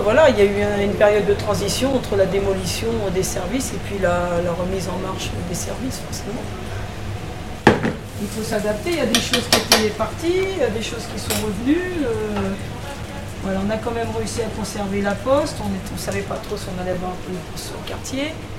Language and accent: French; Portugal; Non, c'est vrai que nous on est Portugais, de fait, mais on a toutes les nationalités.